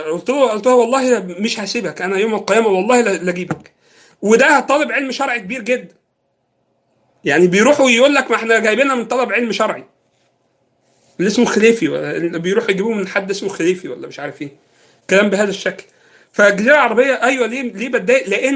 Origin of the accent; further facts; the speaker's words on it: Egypt; إحنا بالنسبة لنا كمصريين يعني